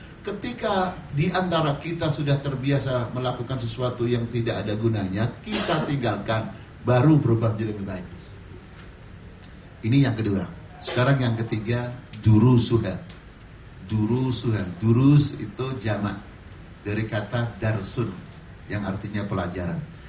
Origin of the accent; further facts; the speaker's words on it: Bekasi, West Java, Indonesia; Bekasi kan tangga kita, daerah saya.